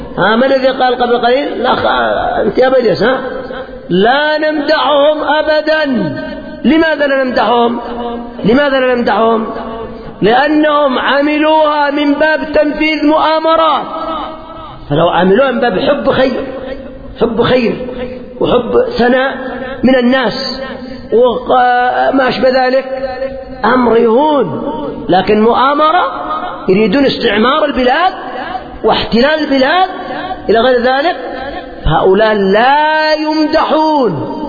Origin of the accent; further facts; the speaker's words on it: Yemen; مثل ما يقال عندنا في اليمن